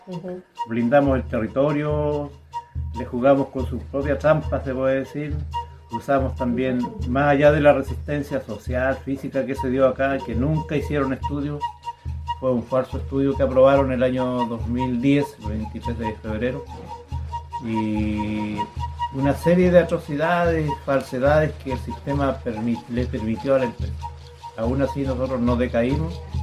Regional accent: Mehuín, Los Ríos, Chile; Bueno, yo soy de acá de Mehuín

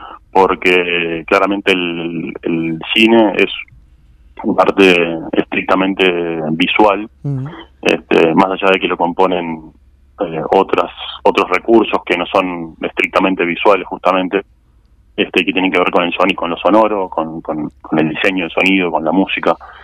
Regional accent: Canelones, Uruguay; porque nosotros somos de Canelones, sí.

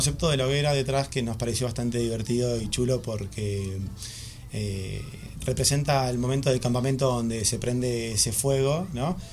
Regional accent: Argentina; now in Madrid, Spain; Soy argentino, por si alguno...

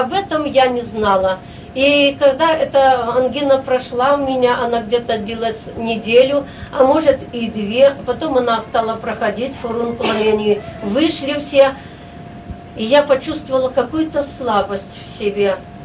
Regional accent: Belarus; я родом отсюда, с Белоруссии, назад возвратиться домой

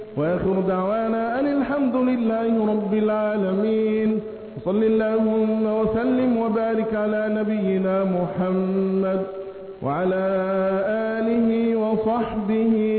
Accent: Egypt; اللهم احفظ بلدنا مصر بحفظك

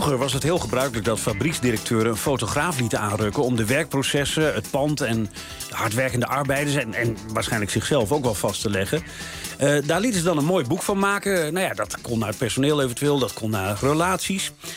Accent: Hoogeveen, Drenthe, Netherlands; born there; Kijk, ik ben een jongen geboren in Hoogeveen.

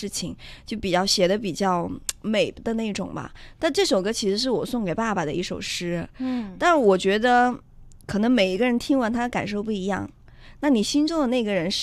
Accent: Qu County, Sichuan, China; now in Beijing, China; 然后我家乡是在达州渠县一个非常安逸的一个小城市

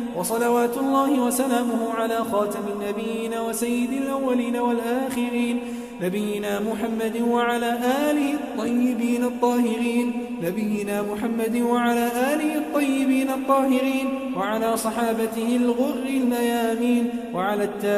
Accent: Kuwait; اللهم احفظ بلدنا الكويت

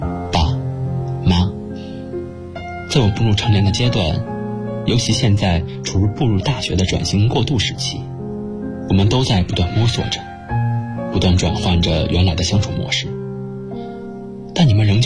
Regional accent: Shanghai, China; now in Nanjing, China; 来自上海，我在南京大学，距离我的家乡300公里

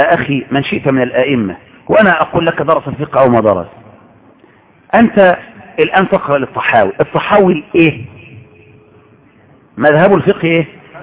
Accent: Egypt; ولهذا عندنا في مصر كنا نتربى على كده

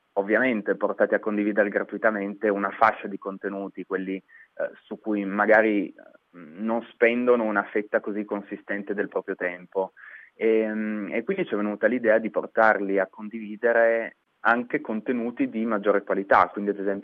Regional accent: Turin, Piedmont, Italy; Poi io sono di Torino, quindi abbiamo iniziato da quelle di Torino.

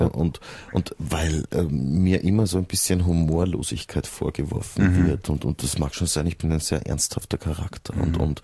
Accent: Vienna, Austria; du bist doch Österreicher, nicht? Ich komme eigentlich aus Wien.

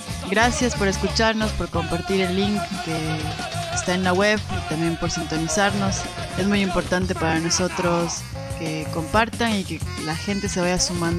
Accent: Ecuador; desde Ecuador, de mi tierrita natal.

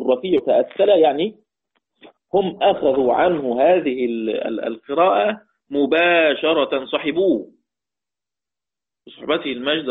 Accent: Egypt; كحفص عندنا في مصر

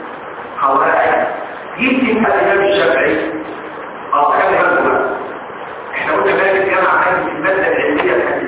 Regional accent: Egypt; مذهب كبير فين في مصر لما وجد احاديث عندنا في مصر فغير رايه

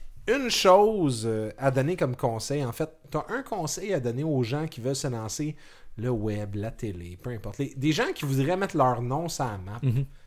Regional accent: Laval, Quebec, Canada; une balado-diffusion québécoise, montréalaise, slash, je viens de Laval, je m'excuse

